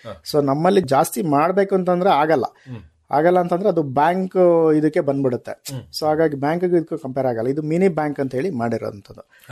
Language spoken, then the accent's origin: Kannada; Hethur, Karnataka, India; ಸ್ಥಳೀಯವಾಗಿ ನಮ್ಮ ಸಕಲೇಶ್ಪುರ ತಾಲೂಕು ಹೆತ್ತೂರು ಗ್ರಾಮ, ಹೆತ್ತೂರು ಪಂಚಾಯಿತಿ